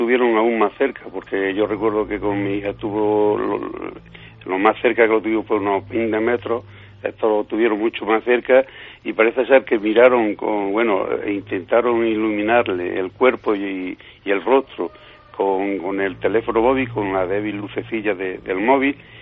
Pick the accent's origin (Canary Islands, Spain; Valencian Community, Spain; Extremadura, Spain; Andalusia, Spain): Andalusia, Spain; Villanueva del Duque; muy cerca de mi pueblo, de Villanueva del Duque.